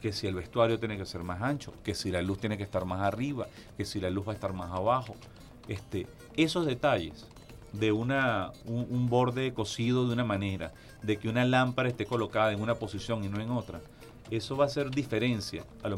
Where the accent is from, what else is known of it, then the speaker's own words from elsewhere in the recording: Barquisimeto, Lara, Venezuela; De Barquisimeto, Estado Lara